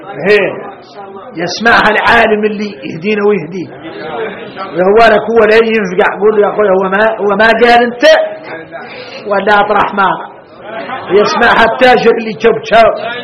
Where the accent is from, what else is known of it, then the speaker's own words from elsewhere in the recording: Mauritania; انا موريتاني